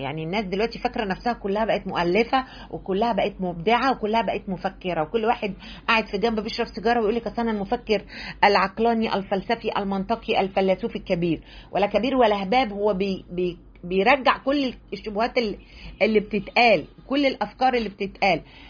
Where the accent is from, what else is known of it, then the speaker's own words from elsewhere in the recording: Egypt; مش أنا كمصرية، أو أنا كست